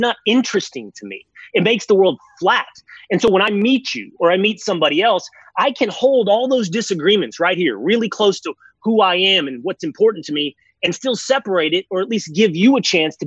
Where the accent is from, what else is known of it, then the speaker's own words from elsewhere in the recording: Sherman, Texas, United States; But I'm from a small town in Texas. I'm from Sherman, Texas. It's about an hour from Dallas. It's not a suburb. It's a 30,000-person standalone city.